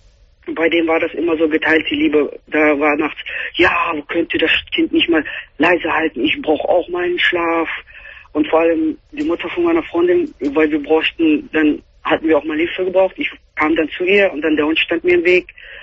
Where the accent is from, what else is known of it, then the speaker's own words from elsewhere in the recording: Philippines; German is a second language; Ich komme aus den Philippinen.